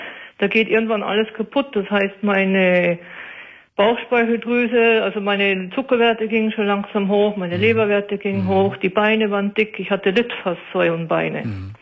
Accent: North Germany, Germany; weil ich bin ja aus Norddeutschland runtergezogen. Das heißt, meine ganzen Freunde waren in Norddeutschland

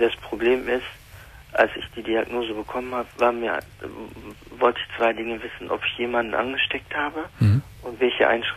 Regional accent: Germany; in die türkische Kultur, aber auch in dem deutschen Kultur, wo ich aufgewachsen bin

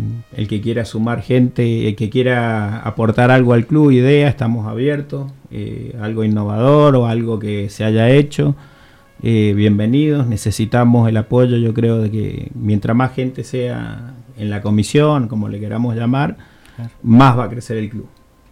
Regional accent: Guaymallén, Mendoza, Argentina; sí, somos todos de Guaymallén, vecinos

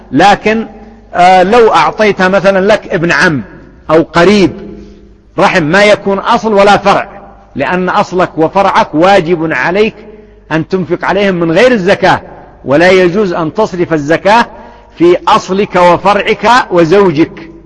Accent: Yemen; لكن ما كان النظام عندنا في اليمن بالنسبة علماني بحت في بعض الأنظمة

